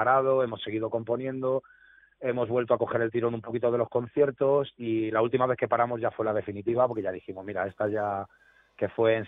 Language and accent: Spanish; Getafe, Community of Madrid, Spain; la otra parte de la banda somos de Getafe, que es el sur de Madrid.